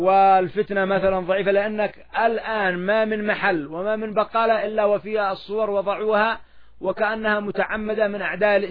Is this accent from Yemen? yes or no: yes; Yemen; فالعامة حتى نحن ها هنا نعاني من هذه المشاكل، إلا أن عندنا في اليمن